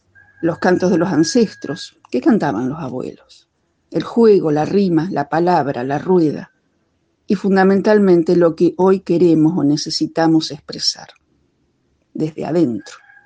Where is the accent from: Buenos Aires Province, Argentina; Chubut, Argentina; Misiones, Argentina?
Chubut, Argentina; Lago Puelo; de Lago Puelo